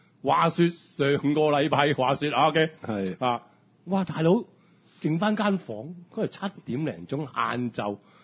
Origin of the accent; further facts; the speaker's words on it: Hong Kong; 我都係香港人咯